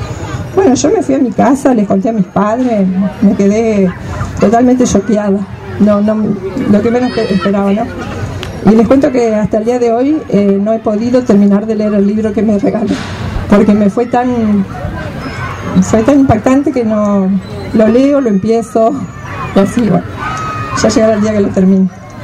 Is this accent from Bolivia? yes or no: no; Nogoyá, Entre Ríos, Argentina; born there; moved away as an adult; also born or lived in Rosario; Yo viví un tiempo en Rosario. Yo soy nacida en Nogoyá, mi familia toda es de Nogoyá, Entre Ríos. Pero después, cuando me casé, me fui a vivir a Rosario.